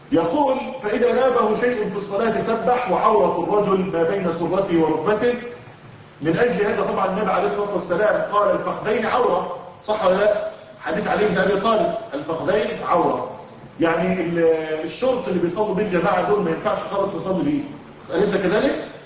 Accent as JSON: {"language": "Arabic", "country": "Egypt", "said": "طبعا إحنا عندنا في الريف المصري الفلاحين لما إحنا طبعا من بيئة كلها فلاحين وزراعة ولسنا من المدينة"}